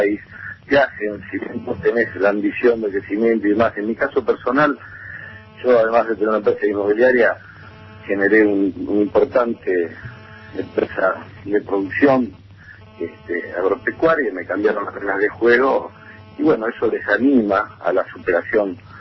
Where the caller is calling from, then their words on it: Mercedes, Buenos Aires Province, Argentina; de Mercedes.